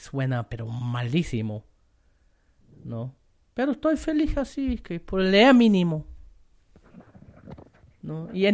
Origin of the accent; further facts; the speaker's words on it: Northern Germany, Germany; Spanish is a second language; moved away; Estoy impresionante porque en Alemania, es esa época, en donde yo soy, del norte de Alemania, es esa época de flores muy corto